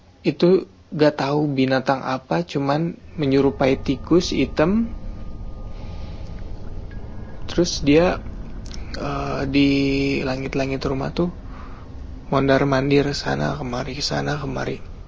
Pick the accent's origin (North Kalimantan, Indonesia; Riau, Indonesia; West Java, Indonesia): West Java, Indonesia; Subang; Saya dari Subang, Jawa Barat.